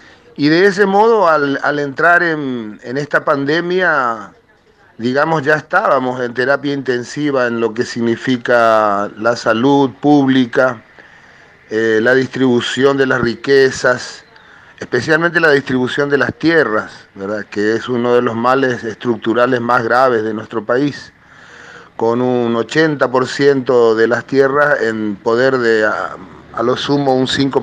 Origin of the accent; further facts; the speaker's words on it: Paraguay; soy de oficio cantautor hace 35 años en mi país, el Paraguay